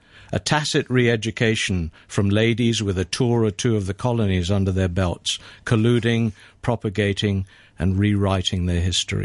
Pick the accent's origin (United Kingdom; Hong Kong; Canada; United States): Hong Kong; born or raised there